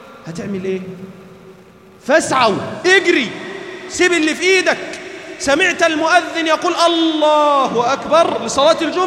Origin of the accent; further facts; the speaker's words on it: Egypt; اللهم احفظ بلدنا مصر من كل شر وسوء يا رب العالمين